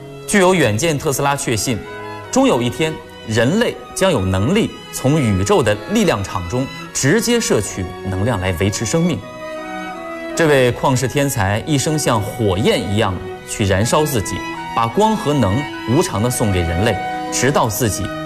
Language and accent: Chinese; Daxing, Beijing, China; 来自大兴区的金牌阅读推广人候选人。我是来自北京广播电视台的主持人，从事阅读推广工作已经有12年了。